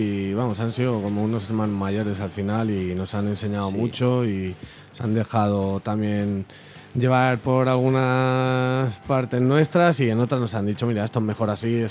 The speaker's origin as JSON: {"language": "Spanish", "town": "Madrid", "region": "Community of Madrid", "country": "Spain", "said": "se forma hace unos cuantos años en Aluche, en nuestro barrio. Miguel y yo somos de Aluche."}